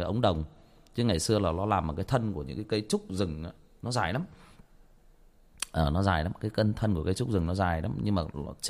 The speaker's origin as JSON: {"language": "Vietnamese", "region": "Trà Vinh", "country": "Vietnam", "tie": "born or raised there", "said": "Quê tôi Trà Vinh"}